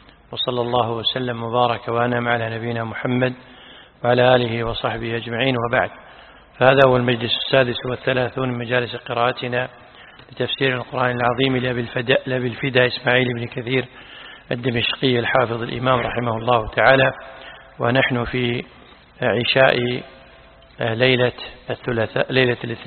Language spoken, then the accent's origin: Arabic; Kuwait; وعندنا بالكويت يحكمون في متعة الطلاق